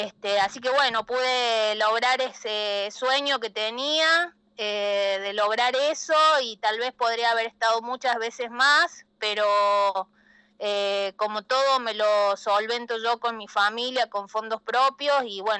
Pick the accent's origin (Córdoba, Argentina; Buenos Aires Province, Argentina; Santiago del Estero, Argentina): Córdoba, Argentina; Soy la única de Córdoba en participar, en ir, participar y terminarla, hombre, mujer, no ha ido otra persona de acá y muy pocos de Argentina.